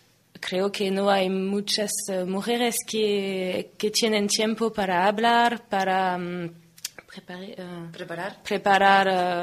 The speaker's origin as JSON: {"language": "Spanish", "town": "Irun", "region": "Basque Country", "country": "Spain", "said": "nosotras somos de Irún y allí somos parte de una asociación feminista que se llama Bilgune Feminista."}